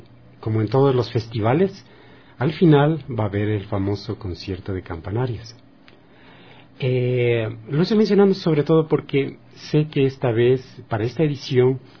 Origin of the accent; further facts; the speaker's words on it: Ecuador; nos convendrá mejor como ecuatorianos.